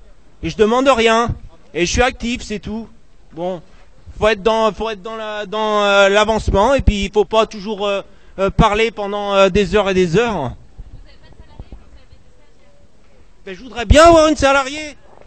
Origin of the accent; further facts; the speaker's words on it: Nantes, Pays de la Loire, France; Je suis pas de Paris, je suis de Nantes, enfin à côté de Nantes. Je vis dans une petite commune de 3000 habitants.